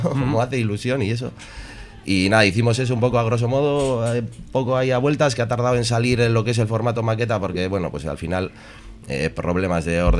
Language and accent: Spanish; Santurtzi, Basque Country, Spain; Sí, sí, somos los cuatro de Santurchi.